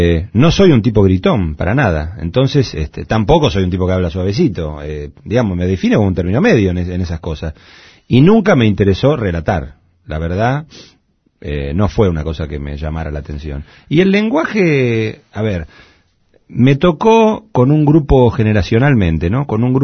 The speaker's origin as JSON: {"language": "Spanish", "region": "Buenos Aires", "country": "Argentina", "said": "y yo soy de Caballito"}